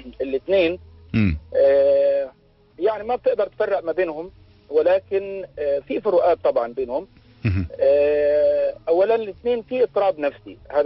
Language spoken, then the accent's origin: Arabic; Egypt; بزيادة حبتين زي ما بيقولوا عندنا في مصر